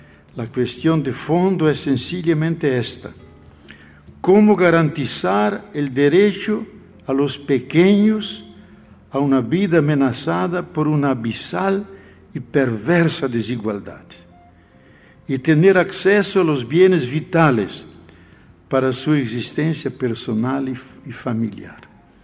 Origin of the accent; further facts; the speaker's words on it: Brazil; Spanish is a second language; especialmente en mi país, porque no hay que olvidar que 62% de la población brasileña es afrodescendiente.